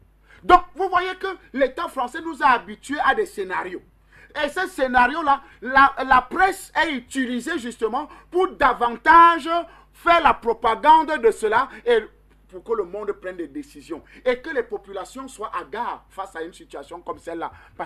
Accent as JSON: {"language": "French", "country": "Cameroon", "said": "La preuve en est, allez chez moi au Cameroun, vous allez trouver que la France a fait un pont sur un pont"}